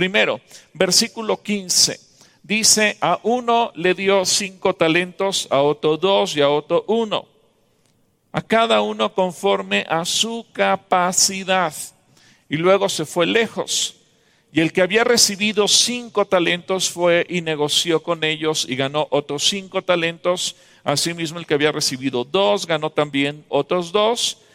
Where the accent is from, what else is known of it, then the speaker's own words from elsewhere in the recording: Mexico; Los mexicanos tenemos talento, los mexicanos somos ingeniosos, los mexicanos encontramos soluciones.